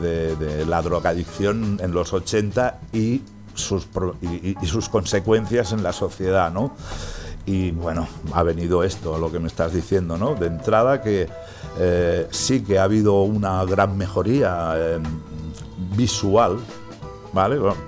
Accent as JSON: {"language": "Spanish", "town": "Barcelona", "region": "Catalonia", "country": "Spain", "tie": "born there", "said": "piensa que yo soy nacido en Barcelona. Barcelona es Cataluña, ¿vale?"}